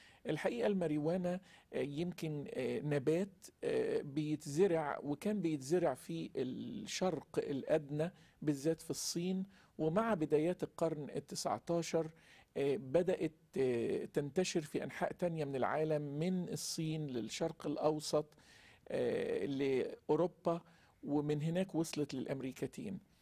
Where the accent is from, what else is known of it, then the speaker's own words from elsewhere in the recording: Egypt; الحشيش يمكن منتشر عندنا في مصر أكتر،